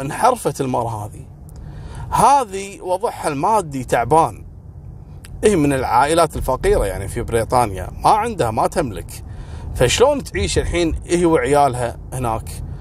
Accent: Kuwait; يا ريت صراحة النظام هذا عندنا في الكويت صراحة

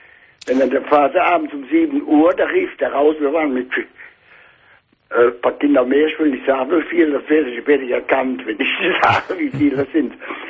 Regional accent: Bensberg, North Rhine-Westphalia, Germany; Ja, ich bin ja aus Bensberg, ne?

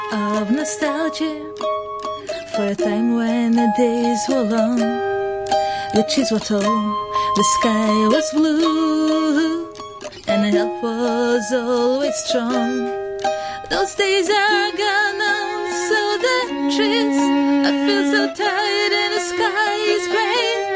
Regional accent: Russia; well, yeah, we're still from Russia, right? Like, so we just travel around, really, and, like, came here.

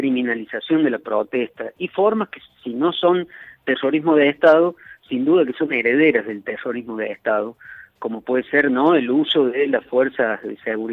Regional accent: Córdoba, Argentina; ahí en Cruz del Eje, a pocos kilómetros de donde yo soy oriundo, por otra parte, ¿no? Más allá que en esos años ya hacía tiempo que vivía en Córdoba

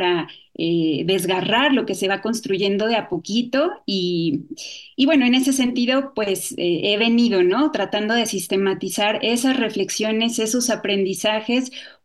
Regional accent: Mexico City, Mexico; born there; now in Cholula, Mexico; Y yo vivo en Puebla, en Cholula. Nací en la Ciudad de México y hace aproximadamente 8 años que ya vivo acá. Primero llegué a la Ciudad de Puebla y después ya me mudé con mi familia aquí a Cholula

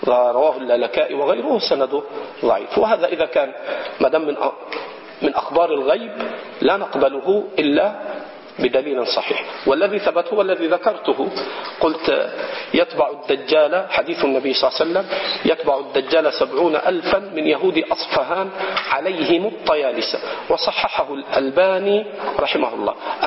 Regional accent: Egypt; وهذا خطأ شائع عندنا في مصر، فإنه لا تكاد تسمع في بلادنا في مصر

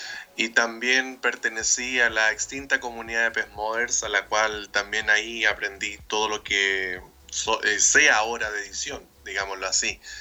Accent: Chile; soy de Chile.

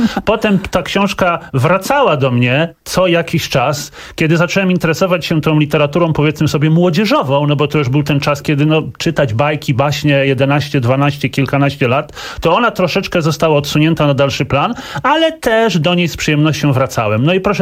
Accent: Gdańsk, Pomeranian Voivodeship, Poland; Pierwszy gość z Gdańska i ja też z Gdańska

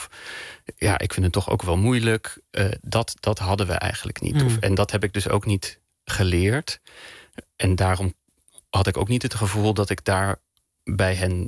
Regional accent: Bussum, North Holland, Netherlands; Ik kom uit Bussum. Hè? Hoe white middle class privileged wil je het hebben?

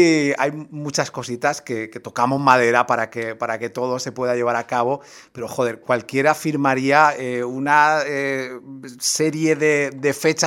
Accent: Murcia, Region of Murcia, Spain; Tendremos nosotros, los que somos de Murcia, oportunidad de veros

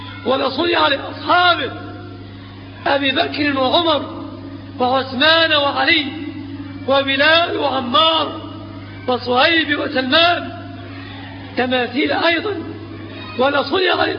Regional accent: Egypt; في بلادنا مصر أوثان وأنصاب وأثلاث

